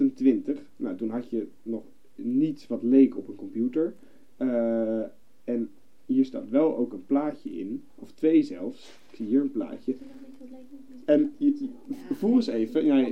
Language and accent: Dutch; Houten, Utrecht, Netherlands; born there; In Houten.